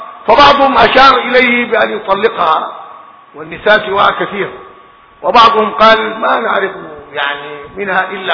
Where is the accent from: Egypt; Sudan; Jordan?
Sudan; الناس خاصة عندنا في السودان بينظروا كثير